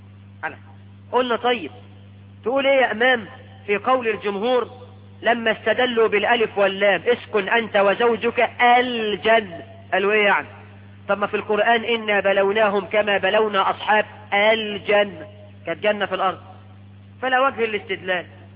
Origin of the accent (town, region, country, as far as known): Egypt